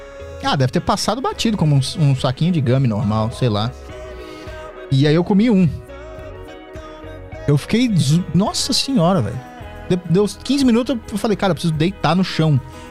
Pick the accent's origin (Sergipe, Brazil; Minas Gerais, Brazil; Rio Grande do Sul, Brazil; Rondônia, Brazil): Minas Gerais, Brazil; now in São Paulo, Brazil; É igual eu vim de Minas pra cá também, pra trabalhar e fazer as coisas.